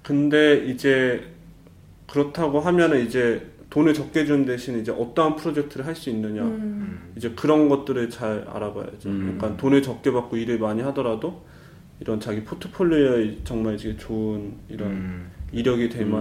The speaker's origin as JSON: {"language": "Korean", "country": "South Korea", "moved": "as an adult", "lives_now": "Germany", "said": "저는 이제 그 한국에서 왔고 이제 다른 문화 배경을 갖고 있어서"}